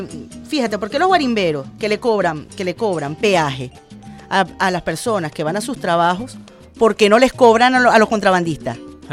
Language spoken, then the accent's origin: Spanish; Venezuela; los venezolanos somos así